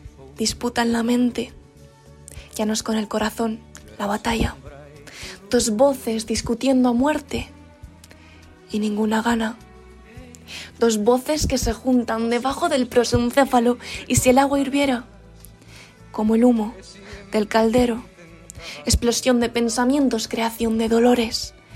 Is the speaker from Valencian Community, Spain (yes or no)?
yes; Benidorm, Valencian Community, Spain; tengo 17 años y soy de Benidorm